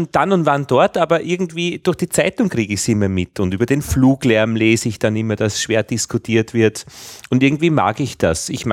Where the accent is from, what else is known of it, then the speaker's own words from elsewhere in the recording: Vienna, Austria; Ja, hallo … aus Wien.